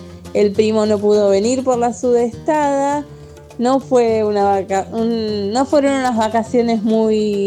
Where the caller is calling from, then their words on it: Lanús, Buenos Aires Province, Argentina; de Lanús.